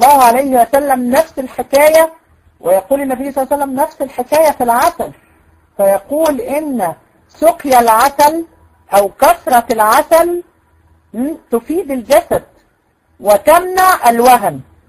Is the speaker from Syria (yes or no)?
no; Egypt; اه موجوده عندنا في مصر.